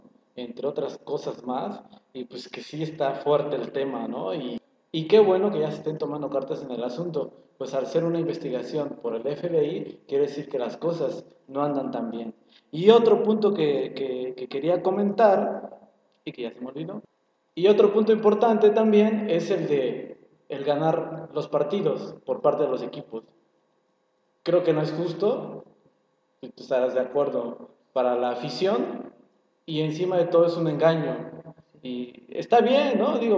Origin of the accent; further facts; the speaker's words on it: Mexico; Y como mexicanos nos conviene que gane